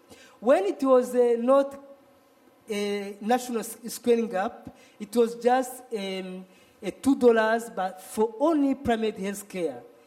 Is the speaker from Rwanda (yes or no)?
yes; Rwanda; English is a second language; I'm from Rwanda, really.